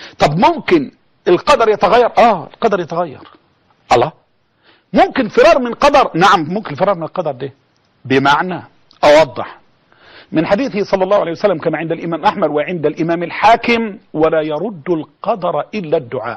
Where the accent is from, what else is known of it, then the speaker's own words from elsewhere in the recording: Egypt; يعني احنا كمصريين نعاني قلاء، نعاني بلاء